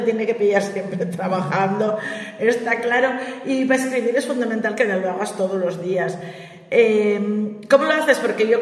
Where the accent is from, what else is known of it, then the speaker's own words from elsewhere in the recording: Gijón, Asturias, Spain; para los que somos de Gijón